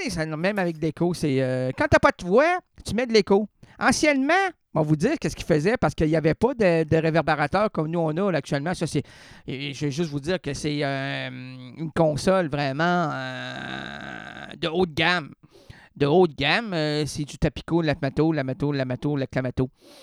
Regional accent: Quebec City, Quebec, Canada; je suis venu de Québec. Du Québec et de Québec. Ville de Québec, province de Québec. Je suis Québec 100%, moi.

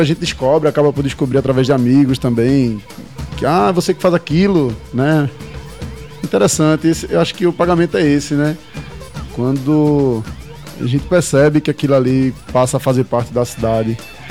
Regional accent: Pernambuco, Brazil; Eu, como um bom pernambucano que sou, eu tenho que pôr um som da gente aqui

